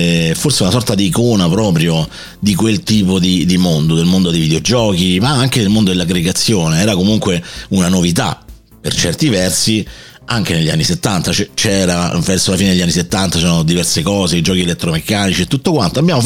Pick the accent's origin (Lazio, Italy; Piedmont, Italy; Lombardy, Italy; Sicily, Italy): Lazio, Italy; Rome; io vengo dalla grande città, vengo da Roma e andavo a scuola in un quartiere di confine tra un quartiere borghese e un quartiere estremamente selvaggio, diciamo così.